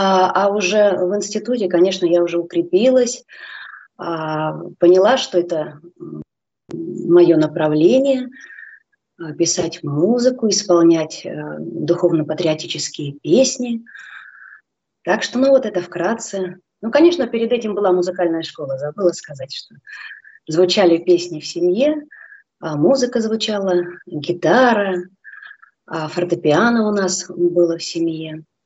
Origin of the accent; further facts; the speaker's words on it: Sergiev Posad, Moscow Oblast, Russia; Родилась в Сергиевом Посаде. Я думаю, что слушатели многие знают, что это такой центр православия, где покоится в лавре мощи преподобного Сергия Радонежского.